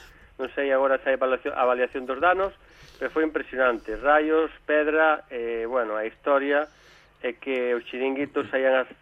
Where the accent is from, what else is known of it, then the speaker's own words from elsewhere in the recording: Galicia, Spain; como os galegos estamos en todas partes